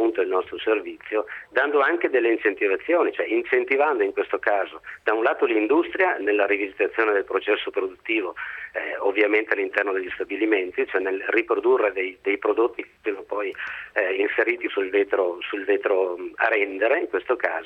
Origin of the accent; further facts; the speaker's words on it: Conegliano, Veneto, Italy; sono veneto e in questo caso proprio di Conegliano Veneto.